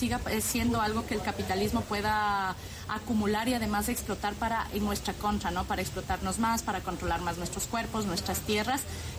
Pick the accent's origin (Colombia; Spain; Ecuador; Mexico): Ecuador; Yo soy de Ecuador